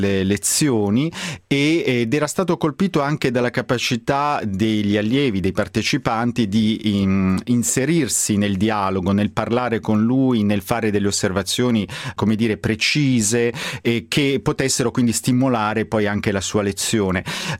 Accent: Foggia, Apulia, Italy; Diciamo anche che io sono di Foggia, appunto, perché tu di Bari, siamo pugliesi.

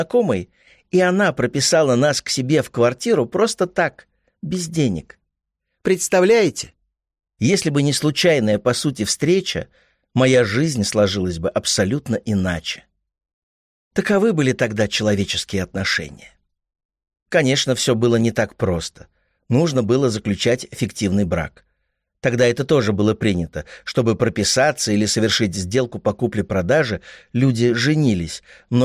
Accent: Oryol, Oryol Oblast, Russia; also born or lived in Sverdlovsk; now in Moscow, Russia; В Свердловске я жил и работал 10 лет. Я из Орла, но именно Свердловск подарил мне возможности.

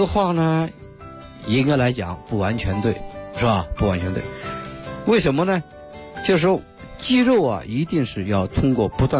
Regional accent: China

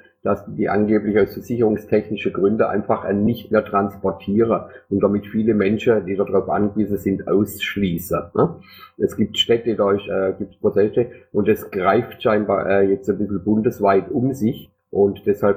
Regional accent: Erfurt, Thuringia, Germany; weil das ist hochgekommen in Erfurt, bei uns in Erfurt

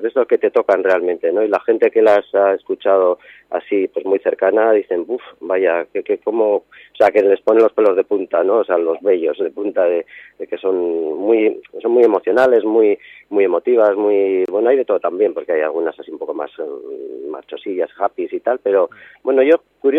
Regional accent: Bilbao, Basque Country, Spain; born there; now in Ibiza, Spain; dices, bueno, soy nacido en Bilbao, pero bueno

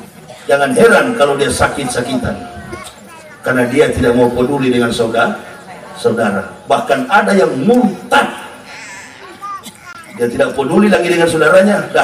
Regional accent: Manado, North Sulawesi, Indonesia; Saya orang Manado, dari kecil sampai besar umat Islam di Manado. Dulu saya masih kecil, hanya 11 kepala rumah tangga di kampung saya.

